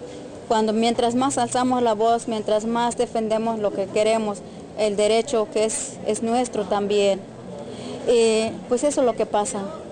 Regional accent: Chiapas, Mexico; first language Tzotzil; Spanish is a second language; yo hablo tzotzil, soy de Chiapas, de México, pertenezco a una comunidad que se llama Bayalemo, municipio de La Rainza.

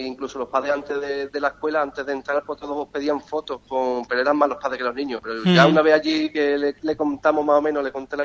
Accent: Cádiz, Andalusia, Spain; Como gaditano y como cadista que soy, aparte de empleado del club, claro.

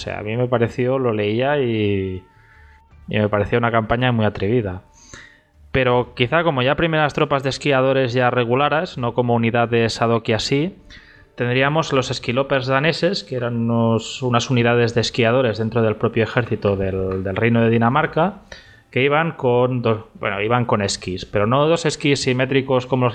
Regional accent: Catalonia, Spain; como catalán, pues evidentemente no puedo evitar comentar pues los micalets

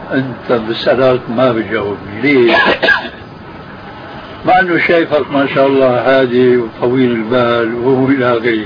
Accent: Syria; في بنطلون عندنا في الشام مضى عليه زمان يسموه شارلستون

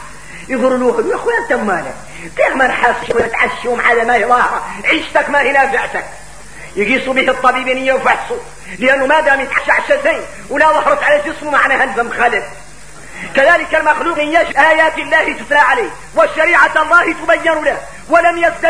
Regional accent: Mauritania; غير احنا موريتاني الواحد منا اللي يقرأ القرآن يتفلو عليك العين

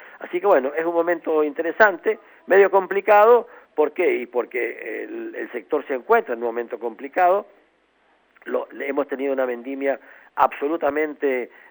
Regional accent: Argentina; piensen cuánto nosotros como argentinos consumimos de buen fresco y de pasa, nada.

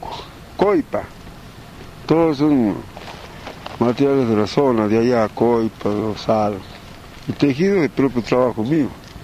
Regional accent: Susques, Jujuy, Argentina; Vengo de Susque, del interior de localidad Huanca, de mi domicilio del campo, Cuevas. Del campo vivo yo. Pero al pueblo tengo también casa donde hay escuela, todos se han educado a mis hijos. Yo también me eduqué ahí, en esa escuela.

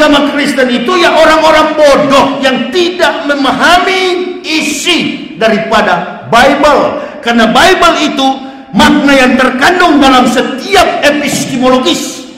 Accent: Manado, North Sulawesi, Indonesia; dulunya kampung halaman saya, provinsi saya, Sulawesi Utara, Manado

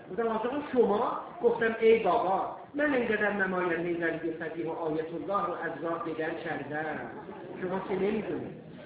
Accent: Iran; ما ایرانی هستیم، در آذربایجان و کفکاز نژادهای مختلفی از ایرانیان زندگی کردن

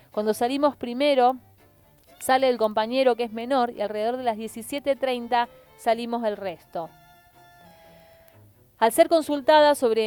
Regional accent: Monte Grande, Buenos Aires Province, Argentina; Yo soy de Monte Grande, del barrio Las Chapitas.

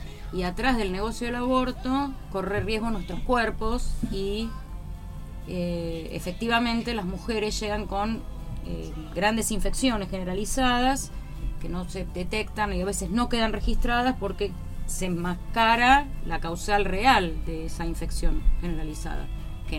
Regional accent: Lanús, Buenos Aires Province, Argentina; de acá de la zona de Lanús, militante feminista desde hace muchos años

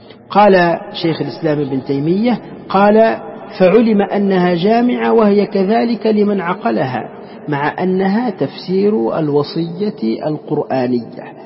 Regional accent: Morocco; ونحن عندنا في المغرب يعني العربي وفي تونس خاصة

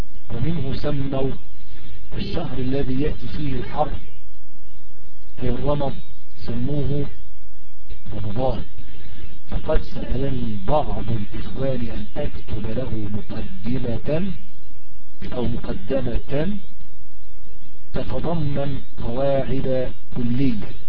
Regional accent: Egypt; فمثلا أنا رجل مصري الجنسي

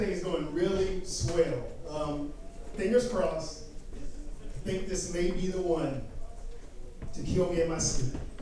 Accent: Texas, United States; I'm originally from Texas. That's right. Everything is bigger in Texas.

